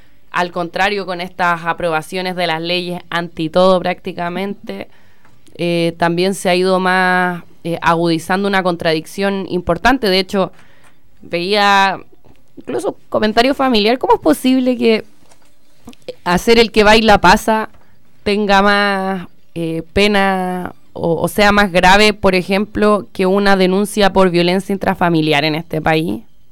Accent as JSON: {"language": "Spanish", "country": "Chile", "said": "digo, como chilenos, como chilenas, que es necesario ir empujando"}